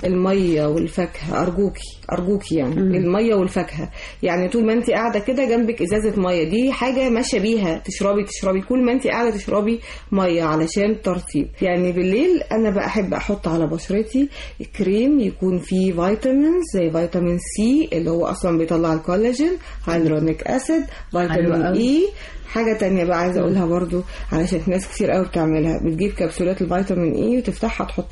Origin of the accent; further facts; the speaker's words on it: Egypt; واحنا كمصريين اول ناس طلعنا